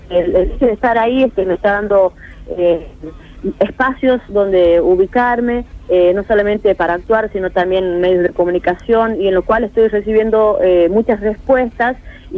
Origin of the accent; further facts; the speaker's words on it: La Rioja, Argentina; now in Buenos Aires, Argentina; lo que me está gustando, apasionando en Buenos Aires, es el poder devolver de alguna manera todo lo que mi tierra, La Rioja, me ha entregado.